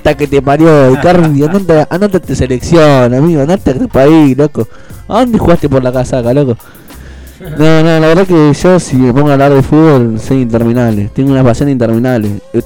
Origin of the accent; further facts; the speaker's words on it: Argentina; nosotros como como selección y como argentinos que somos, merecemos también estar ahí